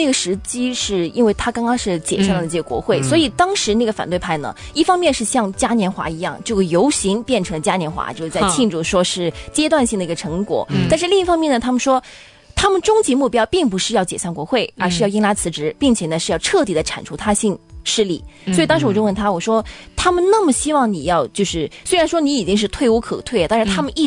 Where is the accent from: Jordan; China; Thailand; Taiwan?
China; Guangdong; accent: Cantonese; 我们广东话说